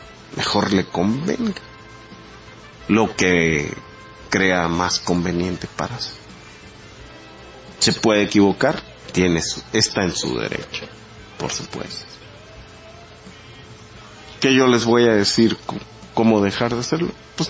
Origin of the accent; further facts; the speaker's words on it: Mexico; Como mexicano, quiero a mi patria. Y como judío, sé lo que es poder tener una patria.